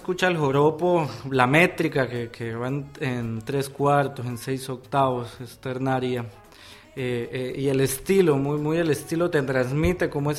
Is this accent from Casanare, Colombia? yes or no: yes; Maní, Casanare, Colombia; en mi pueblo sucede que es un lugar muy musical. Entonces la gente está acostumbrada a que los chicos y las chicas desde pequeño empiecen con la música, y en especial en Maní con la bandola llanera.